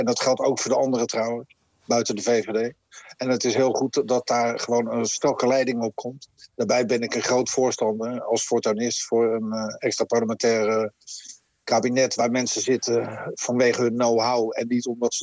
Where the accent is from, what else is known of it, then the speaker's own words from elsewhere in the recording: Netherlands; Wij zijn Nederlanders en wij bepalen zelf wie onze premier wordt.